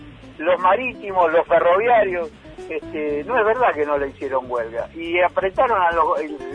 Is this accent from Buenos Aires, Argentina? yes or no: yes; Buenos Aires, Argentina; soy del barrio de Palermo.